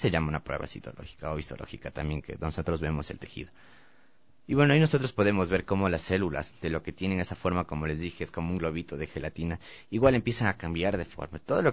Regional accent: Quito, Pichincha, Ecuador; incluso yo por el hecho de ya haber nacido y crecido en Quito

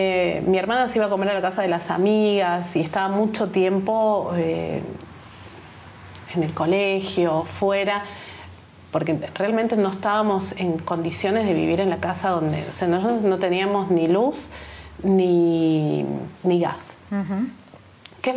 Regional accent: Buenos Aires, Argentina; also born or lived in Córdoba; Vivía en Buenos Aires. Uh-huh. En la primera etapa de mi infancia, en Buenos Aires. Luego nos mudamos a Córdoba cuando mi padre se enfermó de cáncer.

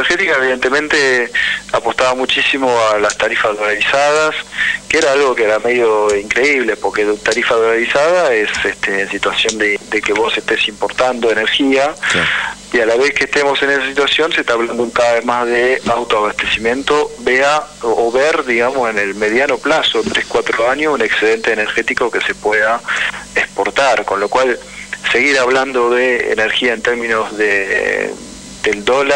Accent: Argentina; es un problema para un país como la Argentina, ¿no? Que estemos pasando por esta situación.

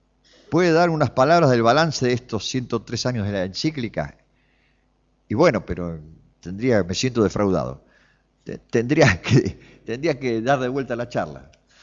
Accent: Flores, Buenos Aires, Argentina; soy nacido y criado en Flores. Viví en la calle Bilbao, entre Membrillar y Bonorino.

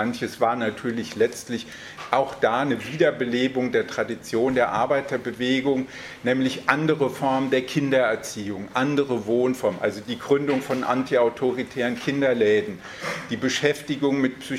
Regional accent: Hesse, Germany; Ich komme ja hier aus der Ecke in der Nähe von Frankfurt.

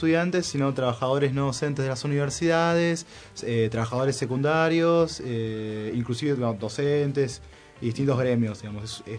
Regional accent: Malvinas Argentinas, Buenos Aires Province, Argentina; venimos de Malvinas, Argentinas.

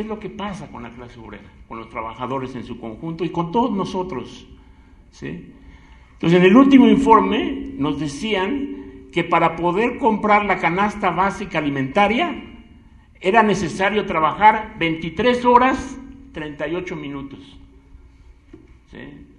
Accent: Mexico City, Mexico; Pero bueno, yo allí crecí, en la Guerrero.

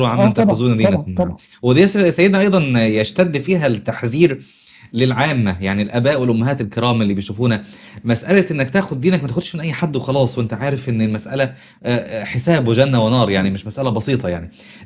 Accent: Upper Egypt, Egypt; عندنا في انا من الصعيد في صعيد مصر

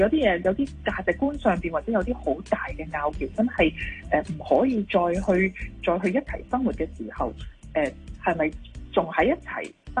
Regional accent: China; 我哋中国人传统嘅观念咧系好讲，即系一个完整嘅家庭啦，要有双亲喺家庭里边啦。

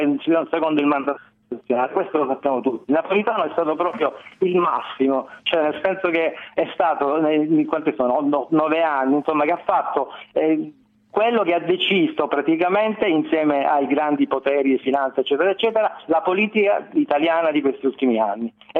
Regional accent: Palermo, Sicily, Italy; io sono siciliano, sono palermitano

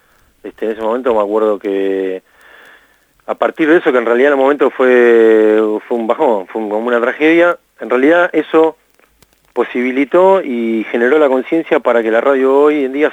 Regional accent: Haedo, Buenos Aires Province, Argentina; Yo soy acá de Aedo del Oeste y casi ahí en el límite con Ramos.

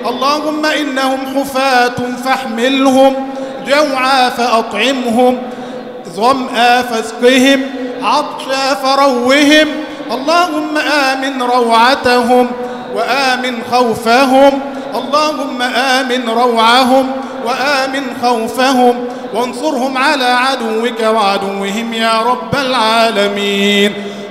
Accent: Egypt; اللهم اجعل بلدنا مصر أمنا أمانا

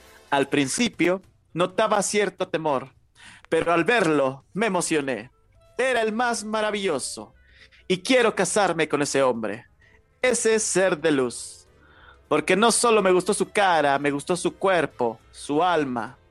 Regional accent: Mexico; dice ese hombre que yo soy el mexicano más antimexicano que existe

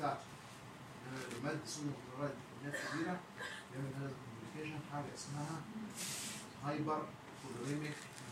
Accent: Egypt; بس للاسف مش موجود عندنا في مصر

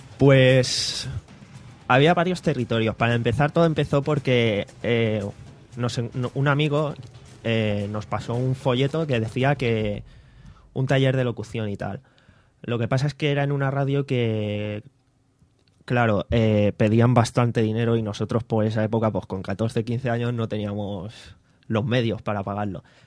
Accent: Valencian Community, Spain; vengo de la Virgen del Remedio. He vivido ahí toda la vida y poca cosa más. Vengo de esa zona.

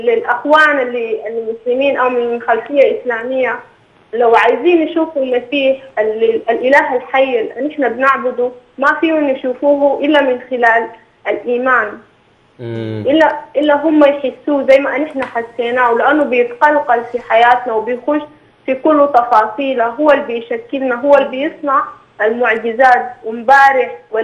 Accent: Sudan; وكمان كنت انا طبعا من السودان.

